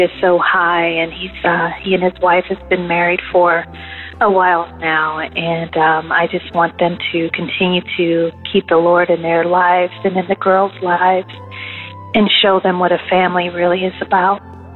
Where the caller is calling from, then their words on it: Maryland, United States; I'm calling from the Maryland area.